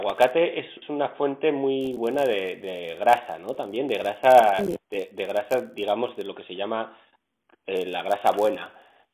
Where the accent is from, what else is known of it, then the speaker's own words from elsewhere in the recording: Navarre, Spain; de donde yo soy, en el norte de España, en Navarra, hay tradición de muy buena huerta